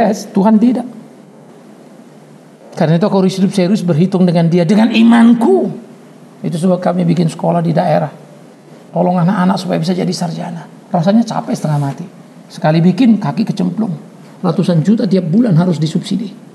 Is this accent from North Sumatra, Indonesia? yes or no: yes; Pematangsiantar, North Sumatra, Indonesia; Saya orang Siantar. Dari daerah saya banyak sekali senior-senior saya yang jadi jagoan-jagoan